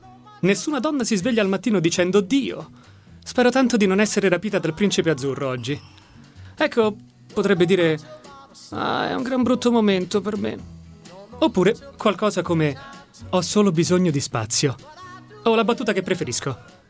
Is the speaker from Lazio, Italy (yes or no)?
yes; Rome, Lazio, Italy; ho 26 anni, di Roma.